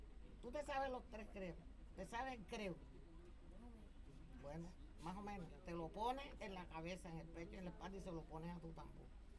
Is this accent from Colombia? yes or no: yes; San Cayetano, Bolívar, Colombia; Ni en San Cayetano, que es mi tierra.